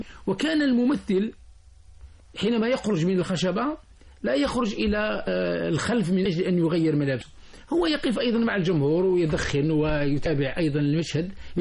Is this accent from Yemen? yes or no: no; Algeria; نحن عندنا في الجزائر عادة في السوق الأسبوعي يذهب الناس فيجدون شخصا يسمى الجوال